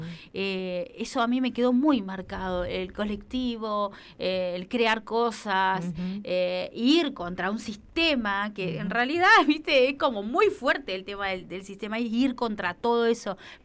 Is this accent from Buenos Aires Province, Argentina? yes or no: yes; Lanús, Buenos Aires Province, Argentina; Bueno, yo soy del conurbano bonaerense de Lanús Oeste, pero siempre trabajé y estudié en Capital.